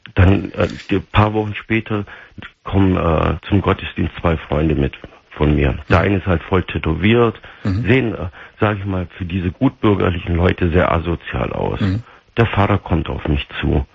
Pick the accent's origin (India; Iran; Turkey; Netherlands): Turkey; Ich bin ein gebürtiger Türke, der nie Schweinefleisch gegessen hat.